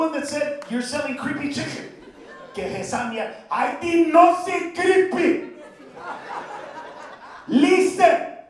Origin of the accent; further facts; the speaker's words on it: California, United States; Because I grew up in the Maravilla projects, so Pino, Cedro, whatever.